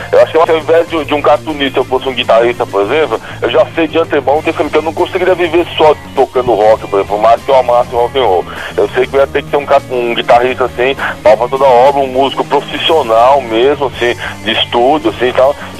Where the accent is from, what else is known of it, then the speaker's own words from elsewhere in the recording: São Paulo, Brazil; born there; trabalhando lá nos ligados químicos do ABC, onde eu nasci, né, na região do ABC paulista.